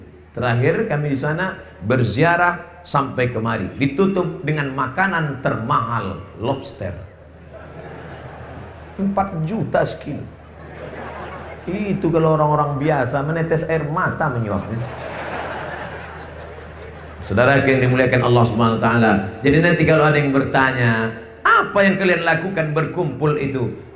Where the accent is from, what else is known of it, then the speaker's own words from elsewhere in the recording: Riau, Indonesia; Bahkan di kampung halaman saya sendiri, Provinsi Riau, hanya yang saya masuki 12 kabupaten.